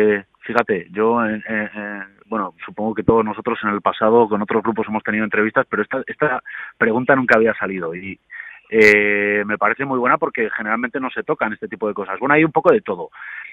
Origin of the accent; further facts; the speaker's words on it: León, Castile and León, Spain; yo soy de León de toda la vida, pero siempre he vivido fuera, nunca había venido